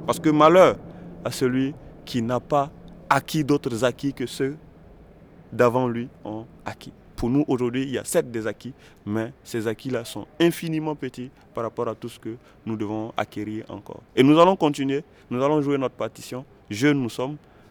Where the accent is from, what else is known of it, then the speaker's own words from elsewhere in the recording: Burkina Faso; on a eu l'occasion en tout cas de témoigner en tant que Burkinabé de ce que nous vivons au niveau local